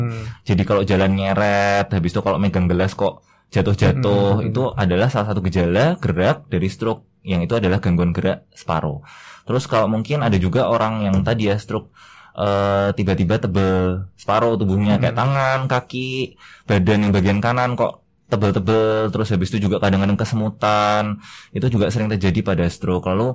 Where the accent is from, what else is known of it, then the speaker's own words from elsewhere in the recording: Semarang, Central Java, Indonesia; now in Yogyakarta, Indonesia; Saya asal dari Semarang, Mas.